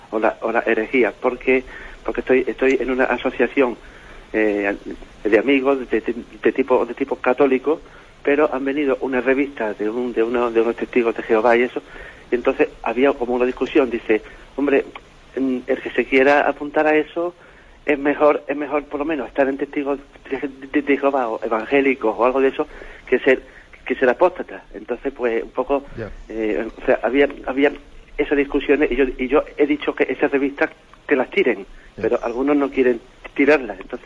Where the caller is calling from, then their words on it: Seville, Andalusia, Spain; de Sevilla.